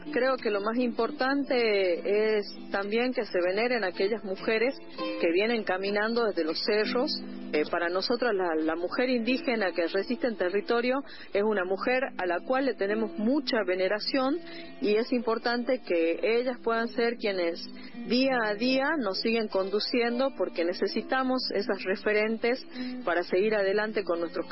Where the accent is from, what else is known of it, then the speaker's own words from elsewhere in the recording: Humahuaca, Jujuy, Argentina; de Humahuaca.